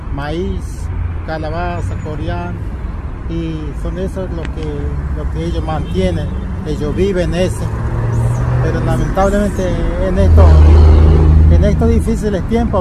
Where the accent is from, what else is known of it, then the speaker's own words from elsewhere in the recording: Formosa, Argentina; Yo soy uno de los referentes de la raza Huichí. Soy de Formosa, soy del oeste de Formosa. Vivo en los lugares Los Chiriguanos, Departamento Bermejo, Colonia El Silencio, El Aibal Silencio, jurisdicción Chiriguano.